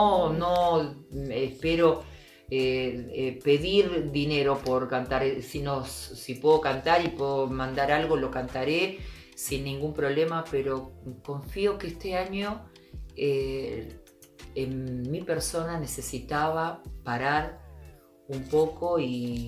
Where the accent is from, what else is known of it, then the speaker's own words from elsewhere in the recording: Buenos Aires, Argentina; Yo nací en Once, soy bien porteña, porteña. Pero mi sangre es Tucumán.